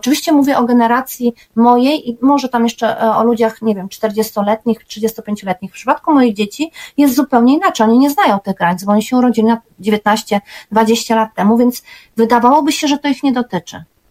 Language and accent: Polish; Berlin, Germany; ja, która się przecież w Berlinie Zachodnim nie urodziła, ale jednak jako nastolatka w nim rosłam, dojrzewałam i obserwowałam, jak to się zmienia, jeszcze przed upadkiem muru